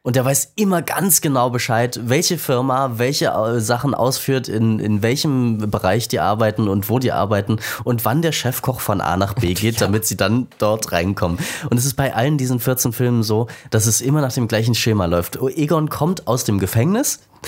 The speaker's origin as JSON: {"language": "German", "region": "Saxony", "country": "Germany", "tie": "born or raised there", "said": "Ich bin in Sachsen groß geworden."}